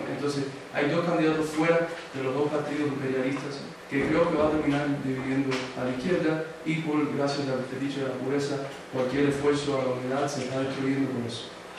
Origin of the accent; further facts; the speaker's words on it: Miami, Florida, United States; como me crié en Miami